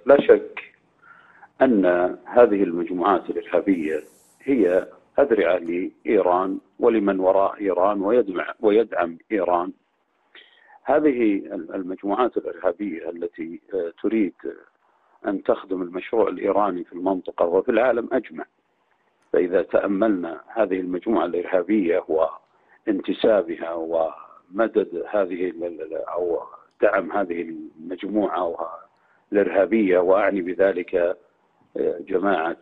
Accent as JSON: {"language": "Arabic", "country": "Saudi Arabia", "said": "لأن بلادنا المملكة العربية السعودية هي بلاد موحدة، بلاد التوحيد والسنة"}